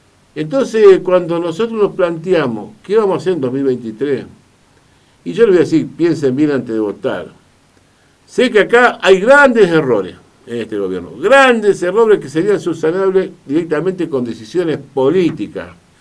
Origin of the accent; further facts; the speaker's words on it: Argentina; Somos así los argentinos